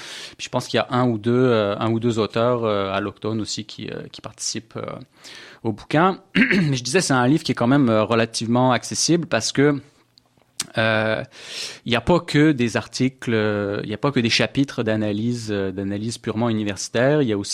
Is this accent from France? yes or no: yes; France; now in Canada; Je suis français aussi. Je suis nouvel arrivant en fait au Québec. Ça fait pas très très longtemps que je suis là